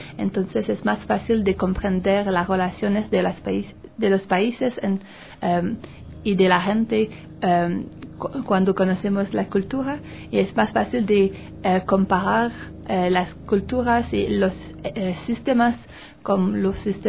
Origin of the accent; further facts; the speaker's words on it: Canada; Spanish is a second language; Sí, las frutas tienen más sabores que en Canadá. Por ejemplo, aquí las naranjas son verdes y en mi país son naranja